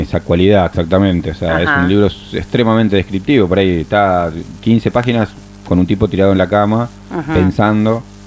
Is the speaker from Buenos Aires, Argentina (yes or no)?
yes; Buenos Aires, Argentina; Somos porteños, no queda otra.